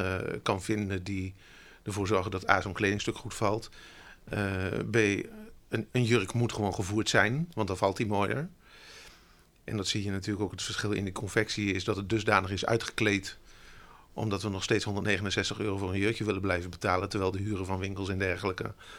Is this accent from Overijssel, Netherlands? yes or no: no; Gelderland, Netherlands; born or raised there